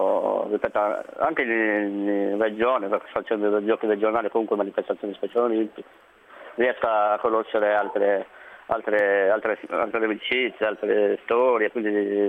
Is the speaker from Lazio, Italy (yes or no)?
no; Carbonia, Sardinia, Italy; Io vengo da Carbonia, provincia di Carbonia e Brugesas, o comunque era ex provincia Cagliari.